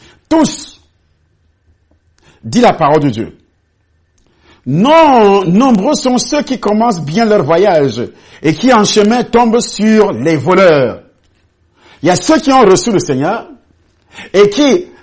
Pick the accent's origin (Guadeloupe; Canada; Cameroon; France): Cameroon; Vous quittez le Cameroun, par exemple, puisque moi je suis Camerounais